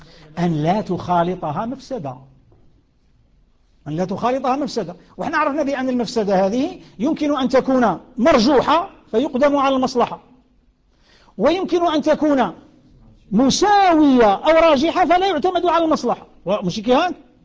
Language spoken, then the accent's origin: Arabic; Algeria; كما نسموه احنا عندنا في الجزائر